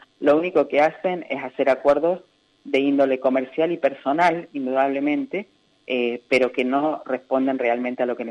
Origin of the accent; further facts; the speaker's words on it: Neuquén, Argentina; now in Río Negro, Argentina; Yo soy neuquina, vivo en Río Negro, ahora es mi lugar de residencia hace 30 años, pero yo soy neuquina.